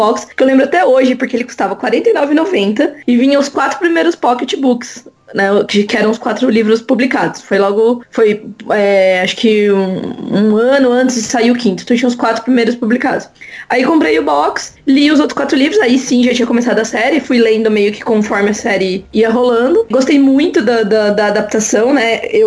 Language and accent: Portuguese; Campinas, São Paulo, Brazil; Fui lá pra uma livraria aqui de Campinas, sou de Campinas, né?